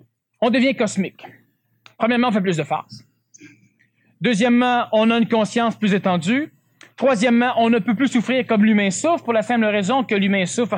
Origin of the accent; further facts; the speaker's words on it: Canada; Moi, je suis un Canadien parce que je ne suis pas américain.